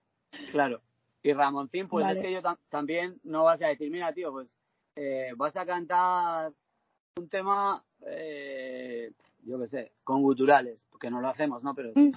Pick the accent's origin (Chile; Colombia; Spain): Spain; Teruel, Aragon; yo me siento súper querido en mi tierra, ¿sabes? Porque, a ver, primero yo llevo 25 años haciendo música en Teruel